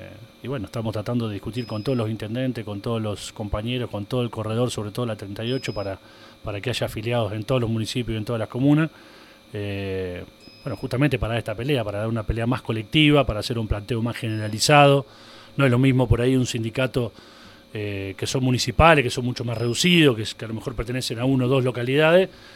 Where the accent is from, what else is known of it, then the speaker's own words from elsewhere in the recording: Rosario, Santa Fe, Argentina; porque vengo de Rosario, he vivido allá y ahora vivo por estos pagos.